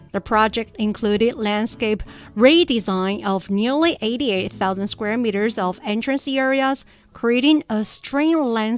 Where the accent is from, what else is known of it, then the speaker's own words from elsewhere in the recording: Sichuan, China; English is a second language; But it's okay for Sichuan people because for local weather conditions